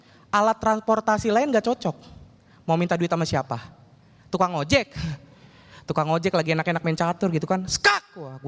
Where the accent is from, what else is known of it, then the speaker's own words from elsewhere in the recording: Bekasi, West Java, Indonesia; Ya Allah Pak, Bu, saya mah cuma orang Bekasi. Saudara-saudara saya paling jauh itu tinggalnya di Cibitung.